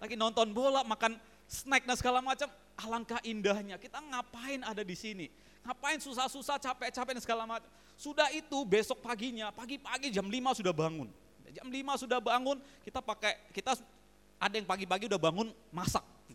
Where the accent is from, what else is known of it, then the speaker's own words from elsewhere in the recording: Pontianak, West Kalimantan, Indonesia; saya dari Pontianak, dari daerah, pertama kali ke Jakarta